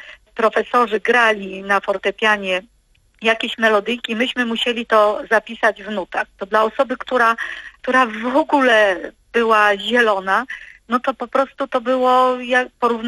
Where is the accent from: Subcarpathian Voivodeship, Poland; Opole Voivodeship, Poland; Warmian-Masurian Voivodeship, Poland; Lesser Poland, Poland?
Lesser Poland, Poland; Maków Podhalański; Zaczęło się wszystko w miasteczku, w którym się wychowywałam, w Makowie Podhalańskim.